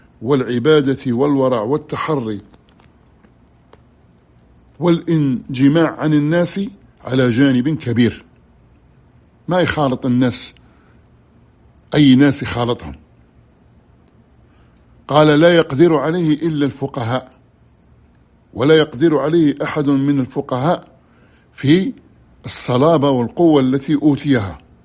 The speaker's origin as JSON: {"language": "Arabic", "country": "Algeria", "said": "خطأ عندنا في الجزائر يقولوا"}